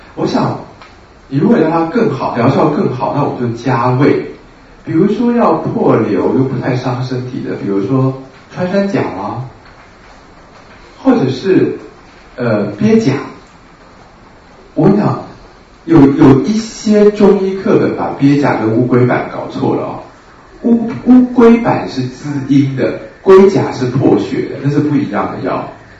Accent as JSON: {"language": "Chinese", "country": "Taiwan", "said": "是我们台湾人就是太常吃水果"}